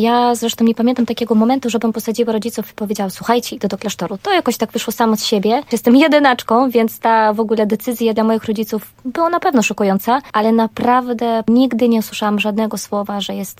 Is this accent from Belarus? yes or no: yes; Belarus; Ja pochodzę z Białorusi. Jestem prawdziwą Białorusinką. Jak ktoś mi się pyta, czy mam korzenie polskie, zawsze mówię, jestem czystej krwi i kości Białorusinka.